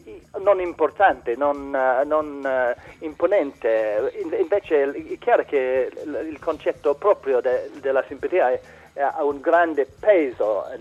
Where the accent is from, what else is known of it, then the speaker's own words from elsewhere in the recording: London, United Kingdom; Italian is a second language; Essendo inglese, londinese, invece a Londra la mancanza di simpatia è sempre un problema